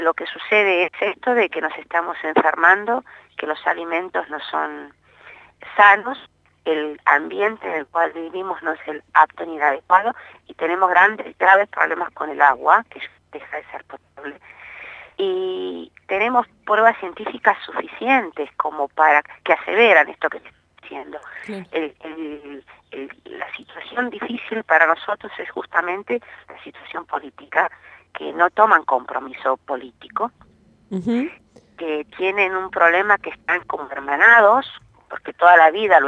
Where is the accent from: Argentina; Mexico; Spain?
Argentina; Los Toldos, Buenos Aires Province; soy de Los Toldos